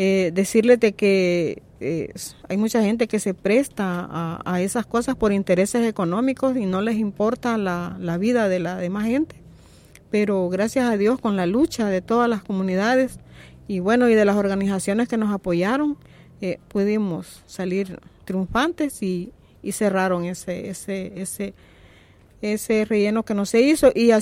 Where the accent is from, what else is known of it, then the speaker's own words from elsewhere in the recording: Tonacatepeque, San Salvador, El Salvador; Soy del municipio de Tonacatepeque y ahí tenemos una parcela toda trabajada orgánicamente.